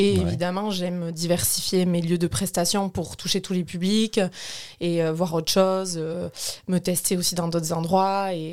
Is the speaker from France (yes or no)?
yes; Hendaye, Nouvelle-Aquitaine, France; now in Cambo-les-Bains, France; je suis originaire d'Andaye, mais j'habite à Cambo-les-Bains depuis 4 ans bientôt.